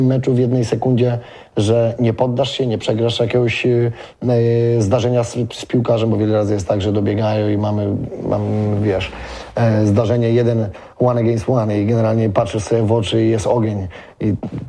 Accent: Płock, Masovian Voivodeship, Poland; Tak, tu Słupno-Płock, bo można powiedzieć, że w Płocku byłem urodzony i wychowany

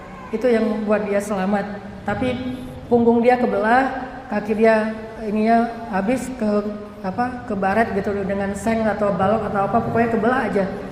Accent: Banda Aceh, Aceh, Indonesia; Kan saya mah orang Aceh, tinggal di Banda Aceh.

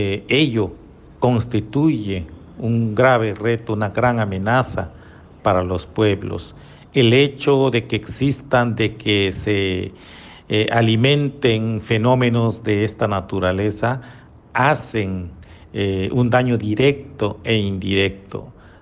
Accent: Mexico; En mi país, en México, que ahora se llama así, pero antes de que se llamara México, tenía alrededor de 500 lenguas originarias

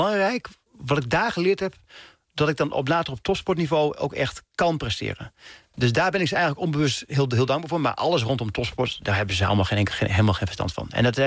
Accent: Dalfsen, Overijssel, Netherlands; zelfs die kleine jongen uit Dalfsen, die kan

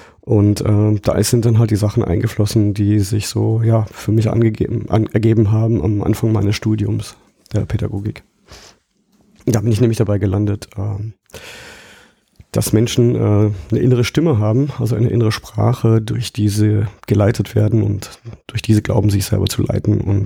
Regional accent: Baden-Württemberg, Germany; Ich komme ja aus dem Schwarzwald und landschaftlich ist das sehr schön, ja.

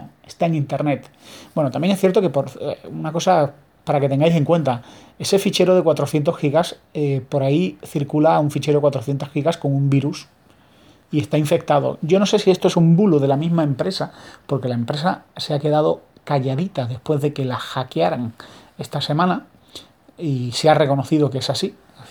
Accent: Spain

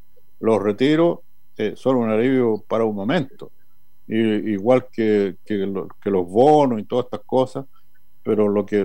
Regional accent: Chile; porque todos somos chilenas y chilenos y nos cabe una responsabilidad al respecto.

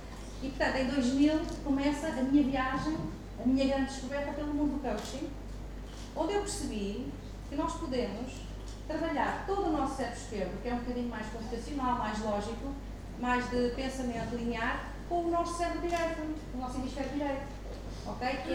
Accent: Portugal; born there; eu nasci cá, nasci em Portugal, ainda para mais, isto é uma particularidade, nasci no dia 10 de junho, que é o dia de Portugal

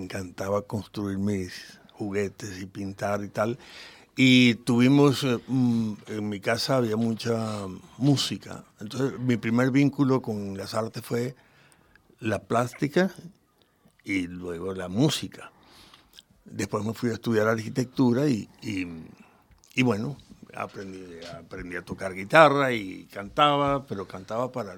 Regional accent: Valencia, Carabobo, Venezuela; also born or lived in Caracas; Nací en Caracas, Venezuela. Sí, y mi niñez fue una niñez muy afortunada. Por el hecho de que, aunque nací en Caracas, vivíamos en Valencia, una ciudad del interior.

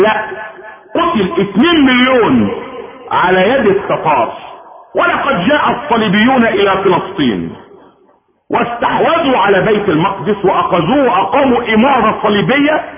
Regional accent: Egypt; واسر ملك من ملوكهم في المنصورة عندنا في مصر

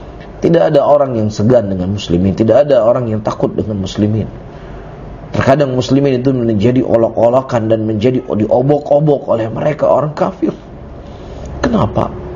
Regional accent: Indonesia; Mereka orang Arab, kita orang Ajam. Kita orang Indonesia.

